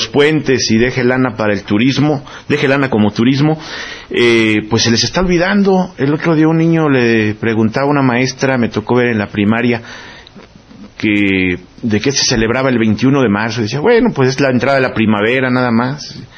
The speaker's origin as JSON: {"language": "Spanish", "country": "Mexico", "said": "siempre recordándonos algo como mexicanos bien nacidos"}